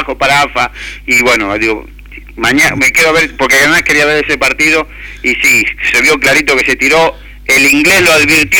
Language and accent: Spanish; Argentina; se ha creado en Europa esa conciencia que los argentinos somos ventajeros